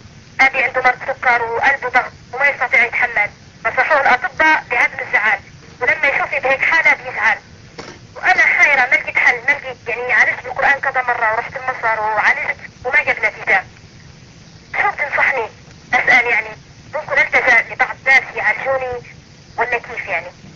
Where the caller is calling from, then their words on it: Libya; انا من ليبيا بتكلم